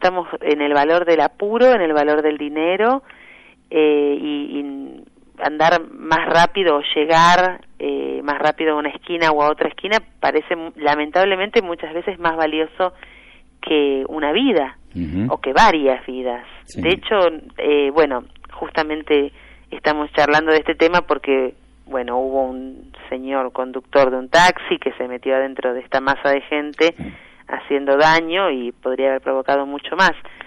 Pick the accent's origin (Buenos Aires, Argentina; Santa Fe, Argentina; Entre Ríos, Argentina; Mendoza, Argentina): Buenos Aires, Argentina; hace 4 años que resido formalmente en Buenos Aires, ¿no?, de nuevo. Así que ya me considero otra vez hecha al barrio de Constitución, de donde soy, y muy contenta con esta vuelta.